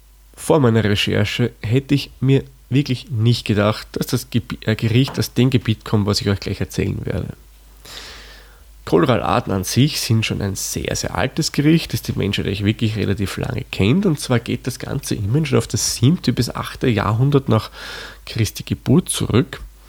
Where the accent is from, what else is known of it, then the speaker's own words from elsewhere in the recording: Austria; Der Kohl ist bei uns in Österreich das, was man bei euch Wirsing nennt.